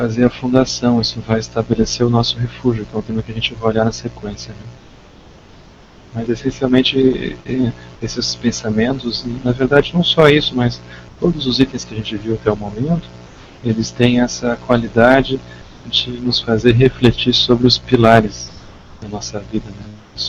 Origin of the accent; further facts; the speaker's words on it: Rio Grande do Sul, Brazil; No sul, lá no Rio Grande do Sul, né, na minha terra